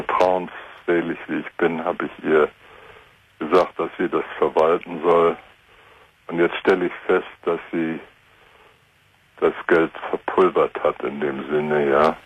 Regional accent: Gdańsk, Pomeranian Voivodeship, Poland; born there; Das ist so unsere Heimatsee. Ich bin gebürtiger Danziger.

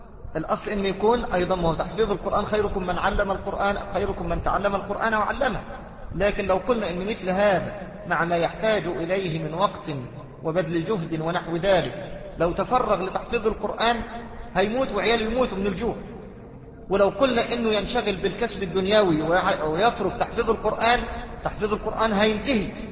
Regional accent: Mansoura, Dakahlia, Egypt; أمام بيت المحافظ عندنا في المنصورة طائفتان

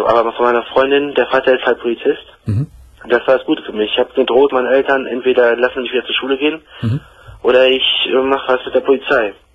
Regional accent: Germany; born there; Ich bin hier geboren in Deutschland, ja.

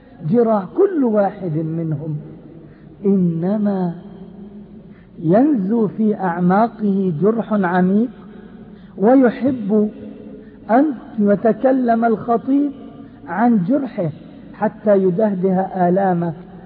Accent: Palestine; فأنا ابن فلسطين، والجراح التي في أعماق أبناء فلسطين في الكويت هي في أعماقي

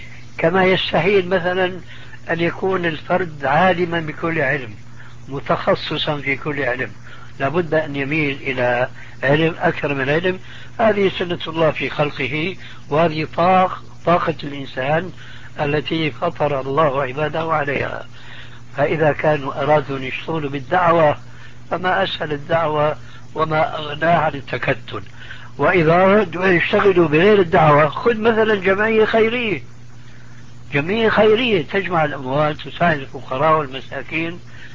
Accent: Syria; يا أستاذ، يقولوا عندنا في سوريا عزيز بدون قيام.

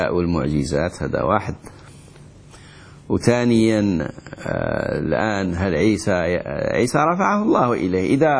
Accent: Morocco; وإحنا عندنا في المغرب

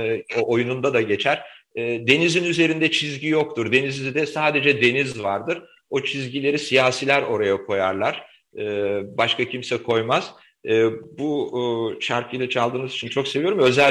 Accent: Aegean Region, Turkey; Yani ben bir Egeli olarak özellikle Samos ve o bölge benim için çok önemlidir.

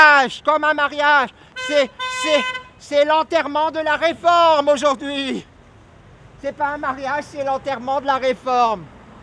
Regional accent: Dunkirk, Hauts-de-France, France; J'ai pris le bus, je viens de Dunkerque, donc le bus, je le prenais, il était gratuit comme ici maintenant.

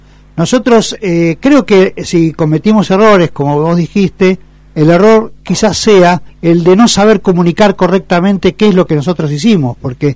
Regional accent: Avellaneda, Buenos Aires Province, Argentina; porque yo estoy acá en el barrio, ¿no? Soy del barrio de Avellaneda. También soy alumno de la universidad.

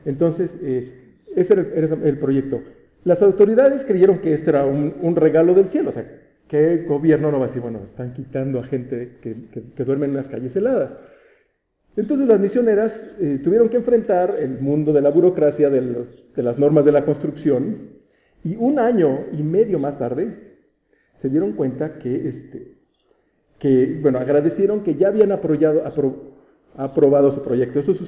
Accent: Toluca, State of Mexico, Mexico; somos de Toluca, somos así los tolucos.

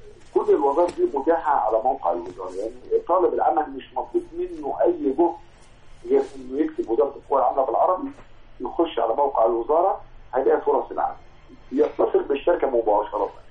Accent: Egypt; هي المشكله عندنا في مصر في المؤهلات

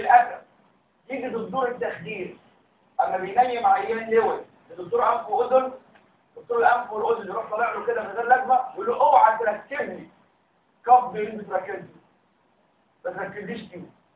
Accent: Egypt; وعندنا في مصر بيعملوا اللوزر كام؟

